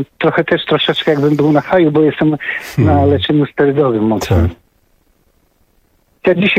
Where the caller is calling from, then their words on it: Zgierz, Łódź Voivodeship, Poland; Pozdrawiam ze Zgierza.